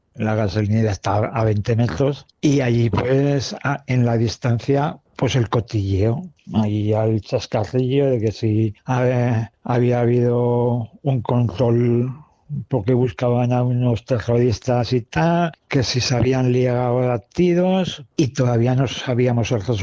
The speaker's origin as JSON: {"language": "Spanish", "town": "Matalibredas", "region": "Castile and León", "country": "Spain", "tie": "born or raised there", "said": "mi pueblo Matalibredas está a 113 kilómetros de Zaragoza y a 40 de Soria."}